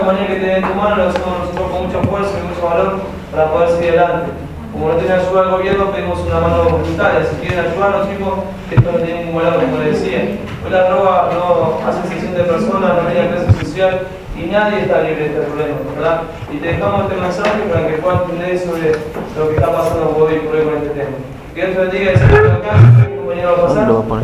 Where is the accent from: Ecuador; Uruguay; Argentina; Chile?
Uruguay; Yo soy de Uruguay